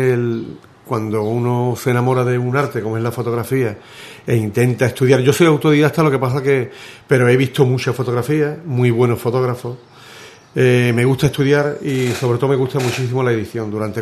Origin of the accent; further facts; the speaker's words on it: Ubrique, Andalusia, Spain; also born or lived in Estepona; soy de Ubrique, me siento de Ubrique, aunque haya nacido en Estepona, en Málaga. Aquí tengo toda mi infancia de los 10 años, mis amigos y mi vida. Lo que pasa es que a los 14 años salí de Ubrique y volví con 22